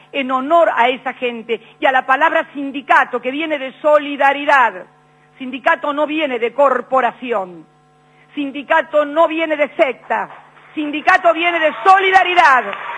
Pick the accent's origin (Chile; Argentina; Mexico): Argentina; Nuestro país no es un país fácil. No somos fáciles los argentinos. Somos gente difícil.